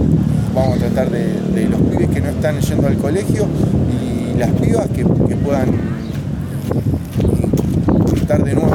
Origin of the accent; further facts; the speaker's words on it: Ensenada, Buenos Aires Province, Argentina; soy de Ensenada y represento a varios sectores, como intendente